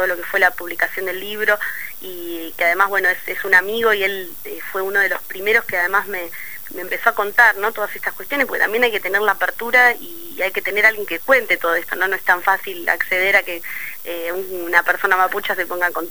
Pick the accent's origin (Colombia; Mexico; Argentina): Argentina; Bariloche, Río Negro; en la zona de donde yo vengo, en Bariloche